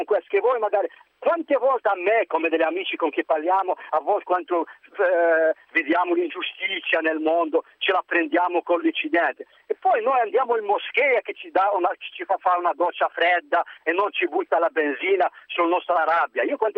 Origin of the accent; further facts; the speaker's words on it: Algeria; Italian is a second language; Algerino. Io sono algerino